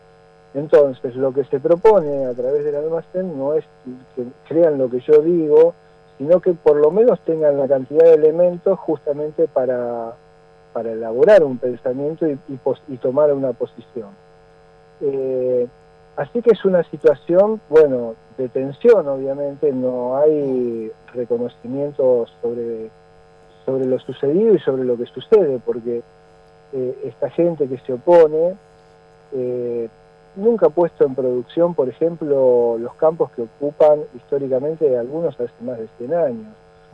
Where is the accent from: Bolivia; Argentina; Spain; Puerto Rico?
Argentina; Buenos Aires; cómo vengo yo a contar la historia siendo de otro lugar, de Buenos Aires, me tratan como porteño